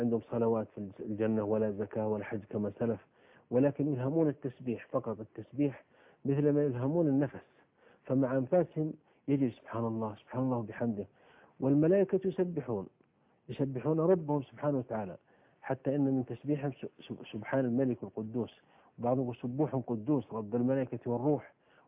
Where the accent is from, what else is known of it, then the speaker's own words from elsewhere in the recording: Saudi Arabia; عندنا في السعودية قبل 3 سنوات في البر